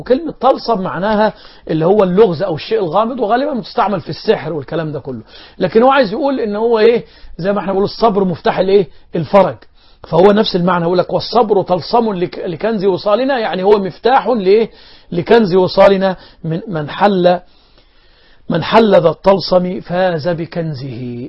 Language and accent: Arabic; Egypt; عندنا في مصر لما القارئ يقرأ آيات العذاب